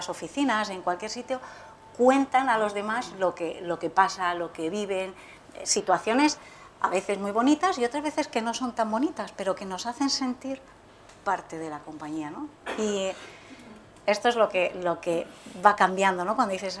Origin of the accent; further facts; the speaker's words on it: Alcalá de Henares, Community of Madrid, Spain; Yo soy de Alcalá de Henares